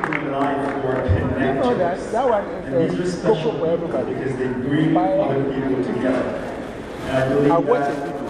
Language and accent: English; Jamaica; now in United States; Just briefly about me, I was from Jamaica and got those things when I was 18, 19.